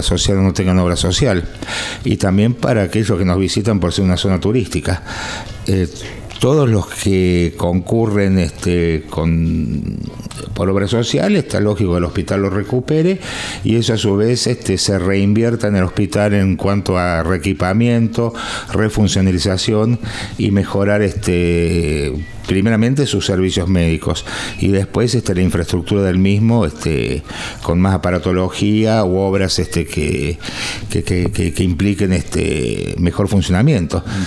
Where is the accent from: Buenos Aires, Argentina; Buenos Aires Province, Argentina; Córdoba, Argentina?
Córdoba, Argentina; Capilla del Monte; yo nací en Capilla del Monte, me crié en Capilla del Monte, si bien estuve ausente de la localidad durante muchos años por motivos de trabajo, radicado en otras provincias.